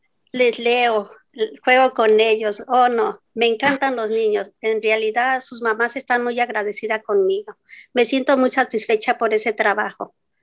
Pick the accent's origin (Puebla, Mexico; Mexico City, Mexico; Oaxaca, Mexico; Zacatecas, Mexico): Mexico City, Mexico; moved away as an adult; now in United States; soy de la Ciudad de México, del Distrito Federal. Tengo 67 años, llevo 24 años en Estados Unidos.